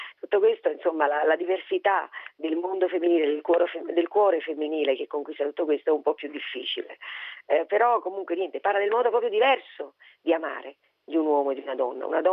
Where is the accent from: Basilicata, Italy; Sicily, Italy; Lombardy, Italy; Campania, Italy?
Campania, Italy; Naples; per quanto io sia nata a Napoli, sia napoletana e sia di un vicolo, quindi appartenga alla classe del popolo